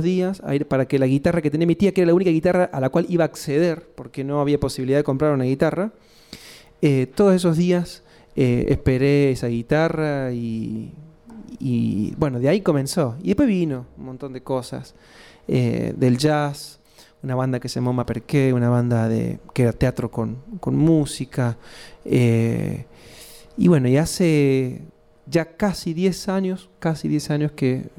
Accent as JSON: {"language": "Spanish", "region": "Córdoba", "country": "Argentina", "accent": "cordobés", "said": "yo soy de Córdoba capital. Se nota ahí la tonada en la supervivencia de la lengua come chingón, esa tonada cordobesa de Córdoba capital. Soy de un barrio popular que se llama Barrio General Bustos, un barrio ligado al ferrocarril"}